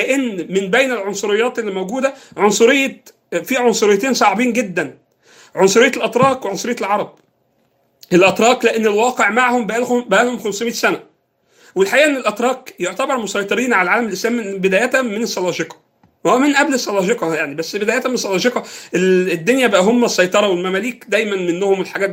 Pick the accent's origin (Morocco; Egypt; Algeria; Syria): Egypt; إحنا بالنسبة لنا كمصريين يعني